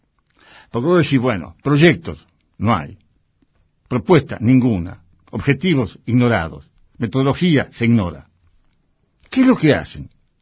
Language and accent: Spanish; Argentina; Yo soy un gaucho gringo. Todos mis valores, mis dialécticas corporales tienen que ver con el mundo de la chacra, tienen que ver con lo que era mi viejo, con lo que era mi familia